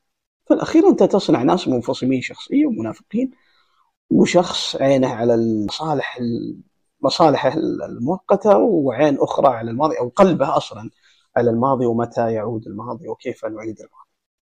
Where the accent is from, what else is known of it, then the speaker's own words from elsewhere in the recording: Saudi Arabia; هل أنا كمواطن سعودي في هذا العصر